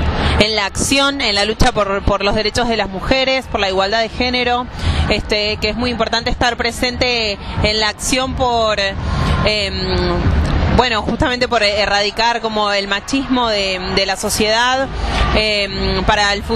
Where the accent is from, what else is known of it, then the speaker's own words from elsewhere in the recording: Villa Urquiza, Buenos Aires, Argentina; soy de Villa Urquiza